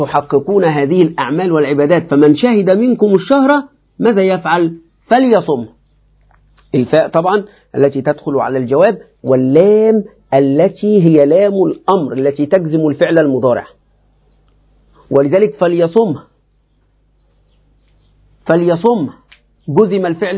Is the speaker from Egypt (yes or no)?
yes; Egypt; يعني نحن وأنا حتى كمصري، ما كلنا أعاجم